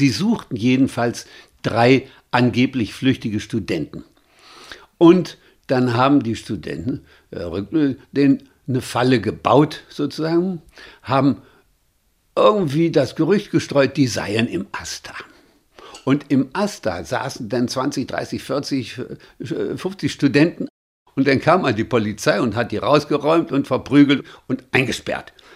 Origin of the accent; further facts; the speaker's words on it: Magdeburg, Saxony-Anhalt, Germany; born there; also born or lived in Düsseldorf; aber dann bin ich eben zunächst in Magdeburg zur Welt gekommen, dann haben wir kurz in Düsseldorf gelebt